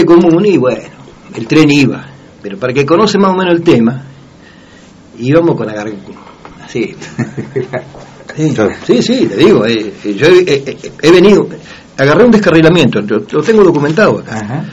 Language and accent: Spanish; Buenos Aires, Argentina; also born or lived in Banfield; Pero en general siempre la vida nuestra fue la línea Bahía Blanca-Patagones.